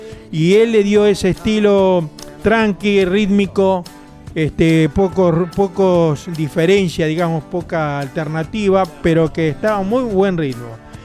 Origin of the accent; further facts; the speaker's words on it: Germany; perdón, la pronunciación, que yo soy alemán, viste, entonces me cuesta trabajo